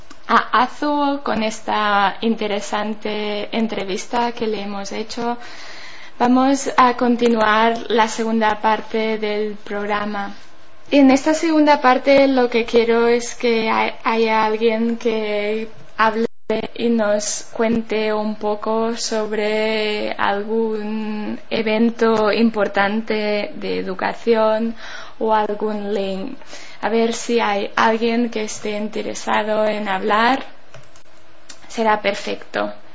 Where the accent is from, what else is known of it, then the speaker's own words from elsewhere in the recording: Berga, Catalonia, Spain; una canción tradicional de aquí, de mi pueblo, de Berga